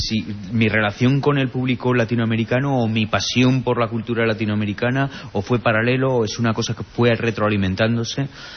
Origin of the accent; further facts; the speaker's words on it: Zaragoza, Aragon, Spain; now in Los Angeles, United States; Yo quizás soy más zaragozano en Los Ángeles que cuando viví en mi ciudad.